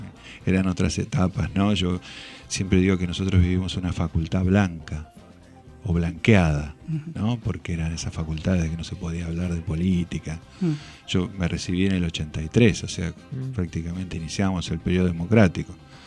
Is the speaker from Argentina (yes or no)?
yes; La Plata, Buenos Aires Province, Argentina; yo soy platense